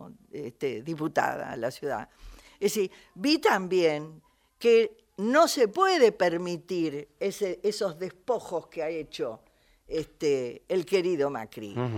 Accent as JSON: {"language": "Spanish", "region": "Buenos Aires", "country": "Argentina", "tie": "born or raised there", "said": "yo que soy una porteña de alma y defensora del porteñismo, digamos, ¿no? Digo, soy hija del Hospital Rivadavia."}